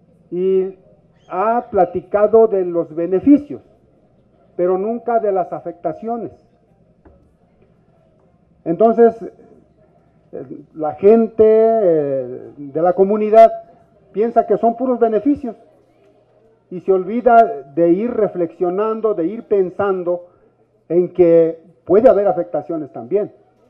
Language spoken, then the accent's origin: Spanish; Mesa del Nayar, Nayarit, Mexico; first language Cora; Spanish is a second language; Yo soy de Mesa del Nayar, soy Nayeri, Cora. Yo hablo mi lengua Cora. No estoy viviendo en donde se pretende poner la cortina, sino que a unos 20 kilómetros o más